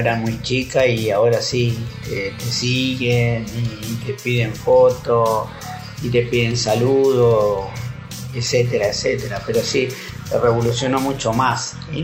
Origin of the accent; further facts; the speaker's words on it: Quilmes, Buenos Aires Province, Argentina; Hay muchas cosas que yo he vivido, ¿no es cierto?, cuando me crié en Quilmes.